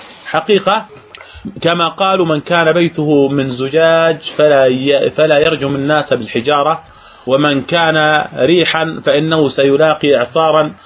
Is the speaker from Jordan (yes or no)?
yes; Jordan; قبل أن ينزل الانتخابات البرلمانية عندنا في الأردن